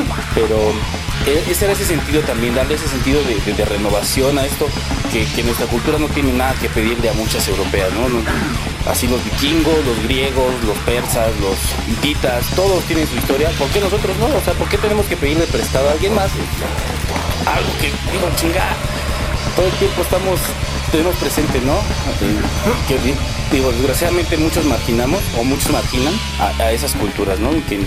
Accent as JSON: {"language": "Spanish", "country": "Mexico", "said": "tenemos la suficiente fuerza como mexicanos"}